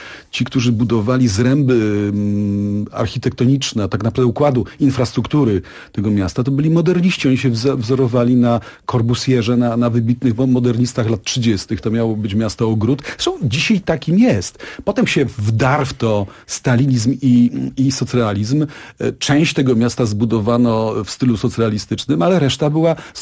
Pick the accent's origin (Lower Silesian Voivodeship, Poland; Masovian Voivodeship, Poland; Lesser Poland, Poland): Lesser Poland, Poland; Kraków; Nie, ja pochodzę z Krakowa. Moi rodzice osiedlili się w Nowej Hucie w roku 70, o ile pamiętam, drugim.